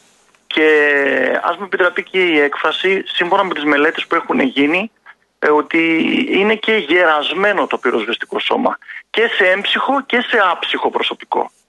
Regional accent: Thessaloniki, Central Macedonia, Greece; από τη Θεσσαλονίκη που είμαι εγώ

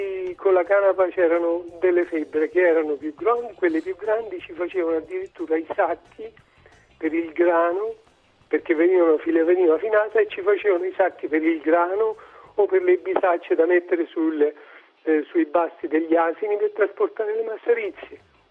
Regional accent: Montefiascone, Lazio, Italy; Allora io mi ricordo da bambino che io sono di Montefascone

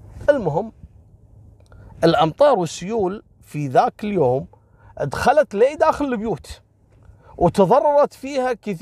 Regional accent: Kuwait; حصلت عندنا في الكويت قصة والله العظيم انا ماني قادر انساها

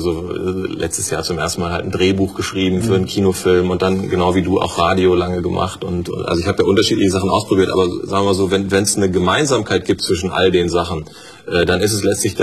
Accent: Harsewinkel, North Rhine-Westphalia, Germany; also born or lived in Bielefeld / Gütersloh; Ich komme aus Ostwestfalen, ja. In Bielefeld geboren, Gütersloh zur Schule gegangen und aufgewachsen in Harsewinkel.

